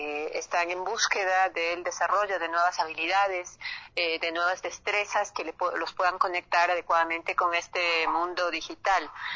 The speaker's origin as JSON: {"language": "Spanish", "country": "Ecuador", "said": "las necesidades que tenemos nosotros como ecuatorianos."}